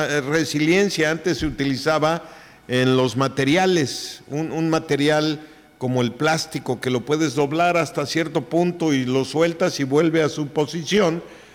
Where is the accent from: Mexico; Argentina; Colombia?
Mexico; Oaxaca; pero sí soy oaxaqueño a mucho orgullo.